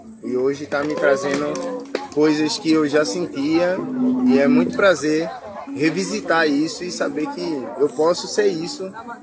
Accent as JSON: {"language": "Portuguese", "town": "São Lourenço", "country": "Brazil", "tie": "born or raised there", "said": "eu vim resgatando coisas que eu deixei da época da minha adolescência, de infância, lá em São Lourenço e tal."}